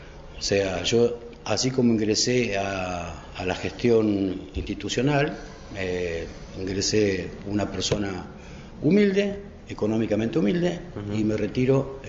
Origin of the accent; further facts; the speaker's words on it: Moreno, Buenos Aires Province, Argentina; Moreno es mi lugar en el mundo. Aquí están mis sueños, aquí están mis esperanzas, es mi patria chica.